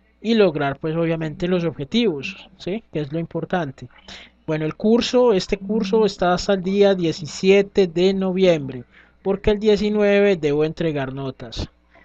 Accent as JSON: {"language": "Spanish", "region": "Antioquia", "country": "Colombia", "said": "Sí, es como mi acento, aunque a veces me dicen que no parezco paisa, pero bueno."}